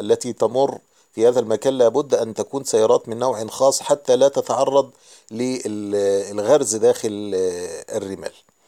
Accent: Egypt; لما علم أني مصري وأني أتيت من مصر من أجل زيارة الشيخ

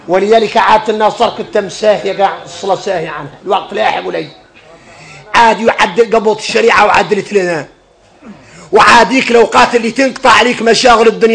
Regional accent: Mauritania; ولذلك اركنين نخلعوا احنا موريتاني من الصحاب.

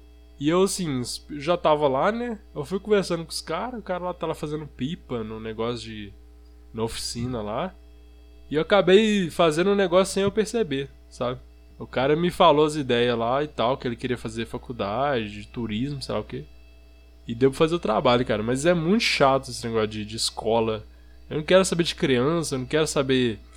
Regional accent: São João, Brazil; Eu falei, sou daqui de São João.

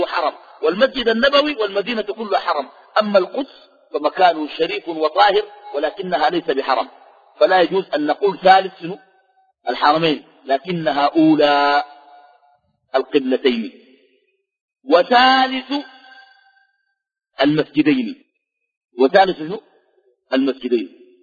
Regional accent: Sudan; وأنا سوداني بالجنسية السودانية

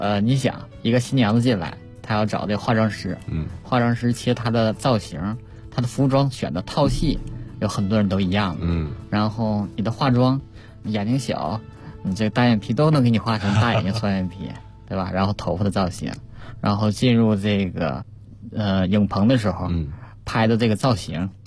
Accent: Jilin, China; 当时是正在我们的家乡吉林举办这个第6届亚洲冬运动会那时候

